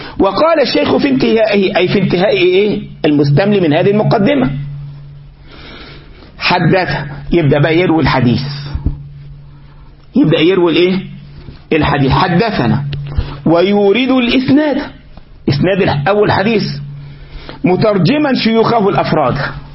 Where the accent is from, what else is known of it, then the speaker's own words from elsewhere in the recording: Egypt; عندنا في مصر